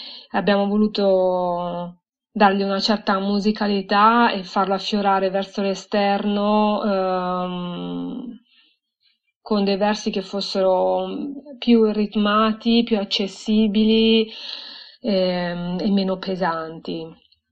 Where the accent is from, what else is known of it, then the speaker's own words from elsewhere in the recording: Tivoli, Lazio, Italy; also born or lived in Rome; now in Milan, Italy; sono nata a Roma e cresciuta a Tivoli, in collina, tra gli ulivi. Poi un giorno ho riempito una valigia e caricato un Ficus Benjamin su una utilitaria rossa e sono approdata a Milano, dove tuttora vivo.